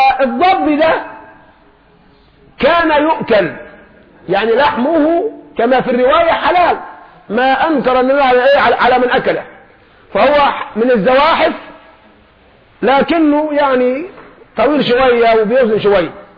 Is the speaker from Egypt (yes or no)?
yes; Egypt; عندنا كمصريين بنطبخ في المية ودب